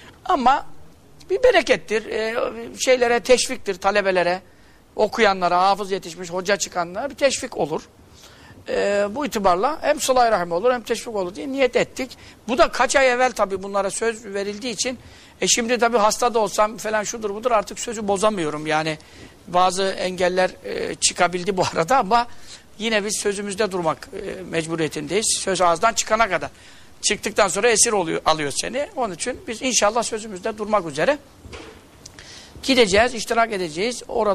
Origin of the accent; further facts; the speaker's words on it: Görele, Giresun, Turkey; Bir de bizim şimdi bir tarafımız Göreleliyiz.